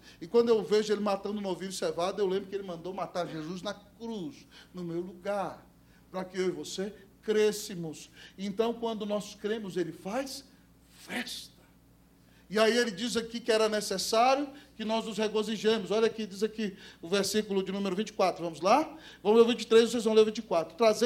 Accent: Brazil; Nós que somos brasileiros, irmãos, essa é uma ilustração maravilhosa.

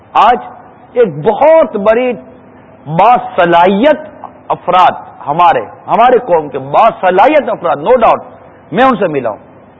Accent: Karachi, Sindh, Pakistan; born there; میری بھی باب المدینہ کی پیدائش ہے

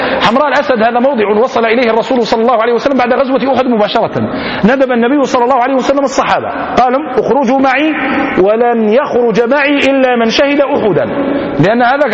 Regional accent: Algeria; في بلدتنا الجزائر حدثني بعض القضاة

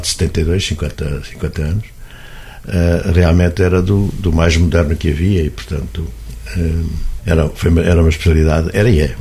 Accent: Oliveira do Hospital, Centro, Portugal; Sou oliveirense, nasci em Oliveira do Hospital em 1953. Nasci numa casa que toda a gente conhece, que é a antiga casa por cima da Fonte do Amial

